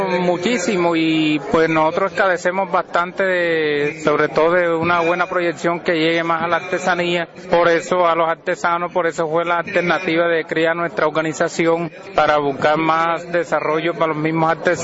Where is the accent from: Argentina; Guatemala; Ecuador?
Guatemala; San Andrés; como artesanos que somos del municipio de San Andrés, Suquimo, Mil, Purísima y Chimán.